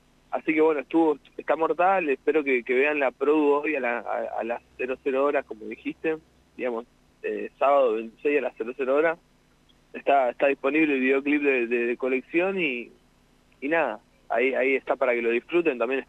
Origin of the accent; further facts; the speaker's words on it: La Pampa, Argentina; estoy bastante enterado de lo que es la escena también pampeana, porque que voy seguido a mi pueblo